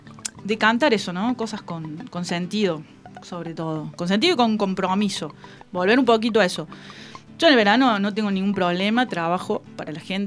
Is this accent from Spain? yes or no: no; Córdoba, Argentina; Yo soy de Córdoba Capital y desde el año 2005 que hago temporadas aquí en el verano.